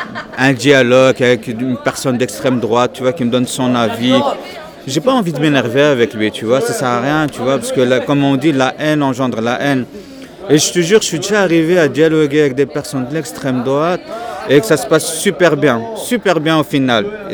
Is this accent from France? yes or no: no; Belgium; Je suis musulman. Je suis né en Belgique. Je suis belge. Je suis d'origine marocaine